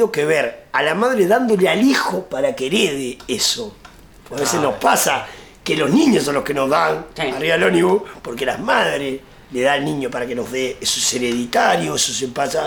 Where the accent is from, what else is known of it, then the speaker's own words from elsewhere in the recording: Uruguay; Creo que en eso somos uruguayos.